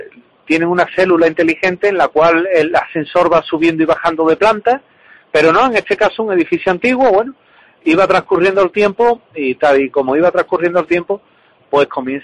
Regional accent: Seville, Andalusia, Spain; pues recomiendo la ruta de la tapa, pues evidentemente, sí, sí, como buen sevillano

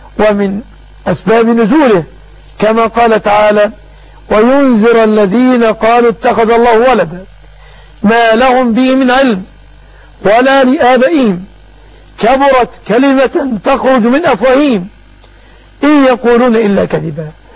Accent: Egypt; وحفظ بلادنا مصر آمنة مطمئنة وسائر بلاد

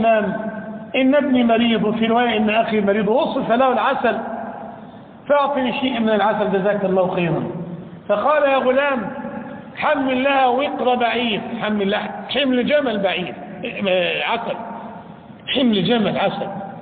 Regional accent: Egypt; إمام بلادنا مصر رحمة الله عليه

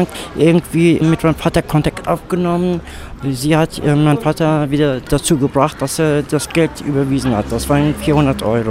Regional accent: Frankfurt, Hesse, Germany; now in Dortmund, Germany; Ich bin zwar türkisch, meine Eltern, ne, sind moderne Türken, aber mehr deutsch. Ich bin aus Frankfurt, ne, und bin nach Dortmund gekommen.

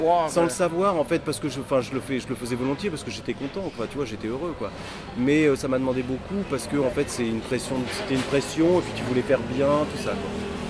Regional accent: Normandy, France; Tu sais, je suis normand. Et c'est juste en face, et voilà, et quand j'étais gamin, j'y allais souvent, ou j'allais dans les îles anglo-normandes, c'était juste à côté de chez moi

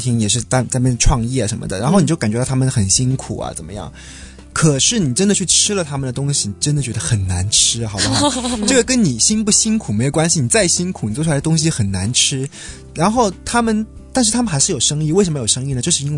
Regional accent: China; now in Hong Kong; 这个我从内地来的我真做不到

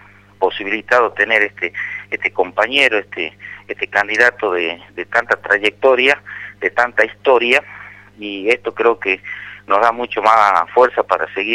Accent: Tartagal, Salta, Argentina; Nosotros justamente en Tartagal, que estamos a 8 kilómetros de General Mosconi

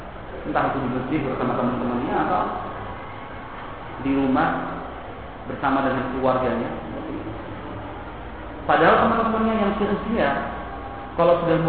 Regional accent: Surakarta, Central Java, Indonesia; kalau kita orang Solo bilangnya kan kemproh ya

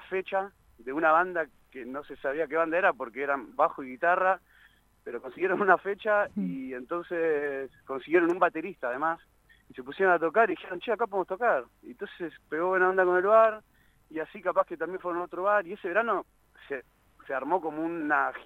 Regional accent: Ramos Mejía, Buenos Aires Province, Argentina; also born or lived in Castelar; somos todos de Ramos Mejía y Castelar, de zona bien oeste de Buenos Aires.

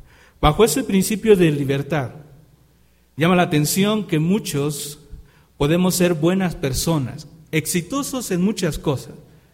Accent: Mexico; estamos iniciando un mes que como mexicanos debe ser muy particular.

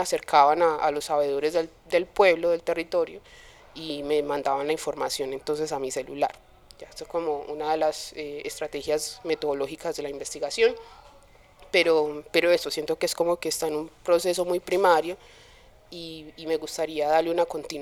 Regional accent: Medellín, Antioquia, Colombia; born there; Yo nací aquí en Medellín, pero mi familia es casi que un 98% del Pacífico, específicamente de Quibdó y de Tado. Entonces mi familia materna es de Tado

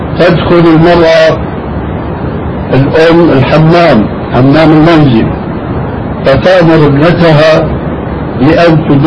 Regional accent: Syria; لأني حديث عهد للبلاد، لكن عندنا في سوريا وفي مصر حدث ولا حرج

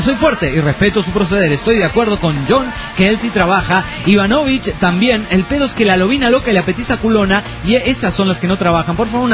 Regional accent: Uruguay

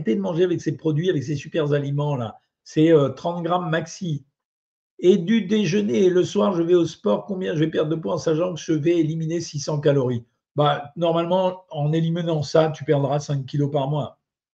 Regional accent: Algeria; born there; Ah, je ne suis pas du Maroc, moi, je suis né en Algérie.

